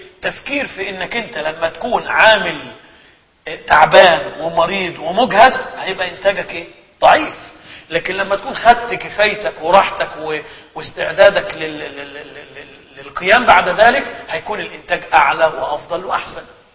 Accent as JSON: {"language": "Arabic", "country": "Egypt", "said": "فمثلا عندنا في مصر من أعلى الصناعات الموجودة صناعة السيراميك وصناعة السجاد"}